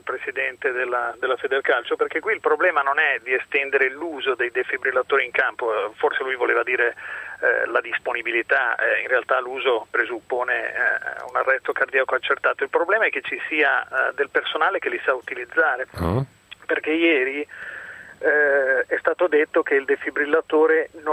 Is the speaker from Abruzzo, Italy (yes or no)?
no; Milan, Lombardy, Italy; anch'io non sono di Grosseto, sono in viaggio, sono